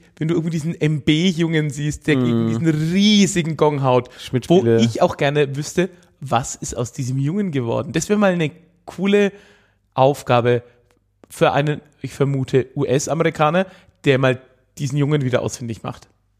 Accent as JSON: {"language": "German", "town": "Höchstadt", "region": "Bavaria", "country": "Germany", "said": "Ich habe mir damals von der Stadtbibliothek aus Höchstadt, wo ich herkomme, mir damals so eine Multimedia-CD ausgeliehen mit alten Werbungen."}